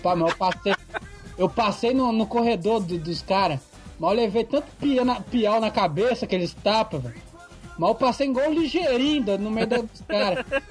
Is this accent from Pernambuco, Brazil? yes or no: no; Vitória, Espírito Santo, Brazil; Aqui eu sou do Espírito Santo, Vitória, né?